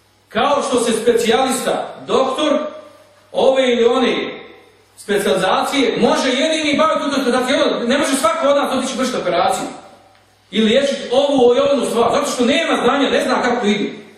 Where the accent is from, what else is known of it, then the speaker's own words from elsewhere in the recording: Bosnia & Herzegovina; Kao što kod nas u Bosni ima Bošnjaka